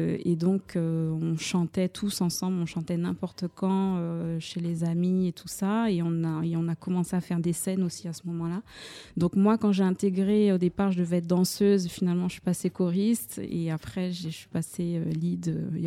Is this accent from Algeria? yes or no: no; Guadeloupe; also born or lived in Martinique; je suis originaire de la Guadeloupe et de la Martinique, mais je vis actuellement sur la Guadeloupe, donc toute l'année.